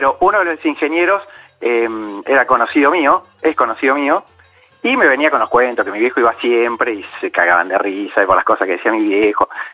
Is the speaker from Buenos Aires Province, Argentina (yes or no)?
yes; Chascomús, Buenos Aires Province, Argentina; Somos de Chascomús